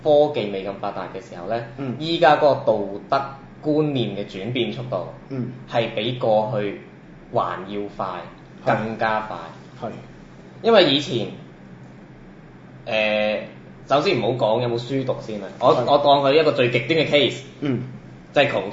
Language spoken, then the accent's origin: Cantonese; Guangdong, China; 咁我哋廣東人有一句說話，我覺得好直接啦